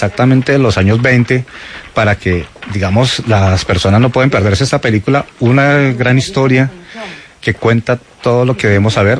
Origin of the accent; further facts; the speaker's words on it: El Espinal, Tolima, Colombia; La Cuña, El Espinal, mi tierra natal